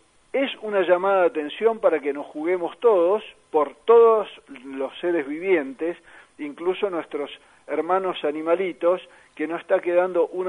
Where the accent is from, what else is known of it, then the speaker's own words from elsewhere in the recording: Argentina; vamos a involucrarnos un poco más como argentinos